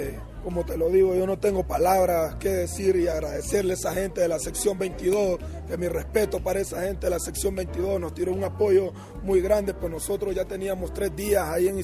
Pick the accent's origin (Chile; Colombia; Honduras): Honduras; Yo soy de Honduras … de Honduras, 100% catracho